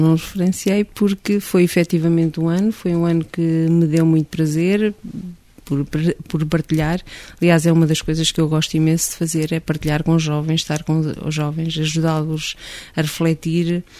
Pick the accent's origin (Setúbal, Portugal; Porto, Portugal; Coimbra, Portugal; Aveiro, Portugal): Coimbra, Portugal; Torres do Mondego; na minha paróquia, Carvalhosas, pertencente a Torres de Mondego, Coimbra, de onde sou oriunda